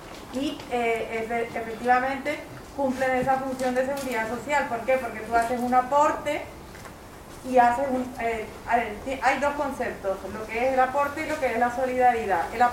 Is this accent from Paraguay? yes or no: yes; Paraguay; Yo soy de Paraguay.